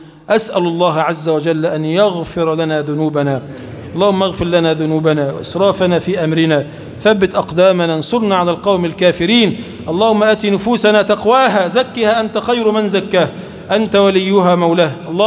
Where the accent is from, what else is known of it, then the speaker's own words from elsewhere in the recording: Egypt; اللهم اجعل بلدنا مصر بلدا آمنا مطمئنا سخاء رخاء